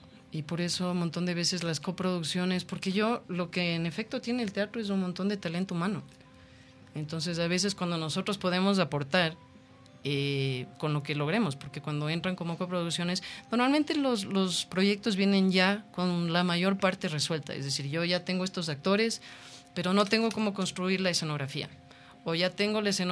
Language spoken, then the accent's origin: Spanish; Ecuador; porque yo soy muy ecuatoriana